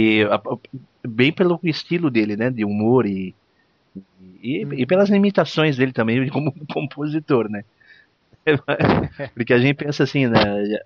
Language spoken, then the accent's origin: Portuguese; São Paulo, Brazil; Eu sou de São Paulo, né? E o meu time do coração é o São Paulo mesmo, que a gente morava por perto lá.